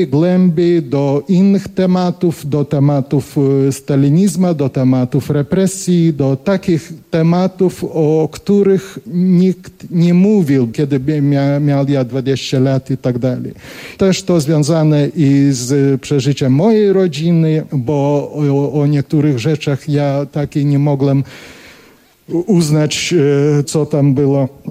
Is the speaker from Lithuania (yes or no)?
yes; Kaunas, Kaunas County, Lithuania; also born or lived in Vilnius; Tak się stało, że ja urodziłem się w Wilnie, a wyrosłem w Kownie. W Kownie był niedaleko od teatru i my mieszkaliśmy.